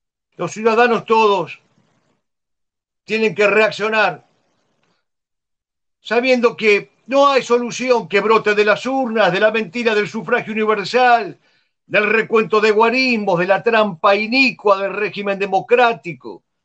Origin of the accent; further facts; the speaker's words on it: Argentina; born there; Nacimos en la Argentina, no queremos vivir en Stalingrado.